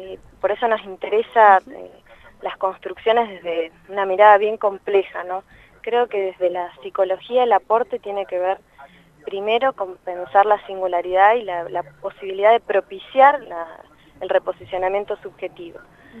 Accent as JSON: {"language": "Spanish", "town": "Santa Cruz de la Sierra", "region": "Santa Cruz", "country": "Bolivia", "tie": "born or raised there", "lives_now": "Argentina", "said": "yo no siempre viví en Argentina. Viví casi toda mi infancia en Bolivia, en Santa Cruz de la Sierra"}